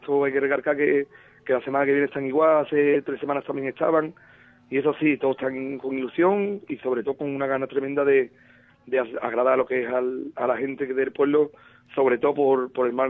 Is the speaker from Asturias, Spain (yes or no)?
no; Ubrique, Andalusia, Spain; yo pienso que mi pueblo, que es Ubrique, va a tener, como siempre en estos momentos